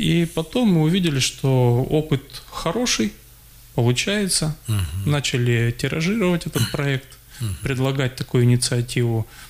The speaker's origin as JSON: {"language": "Russian", "region": "Siberia", "country": "Russia", "said": "Вот я думаю, что все-таки мы, сибиряки, русские люди, должны быть добрыми."}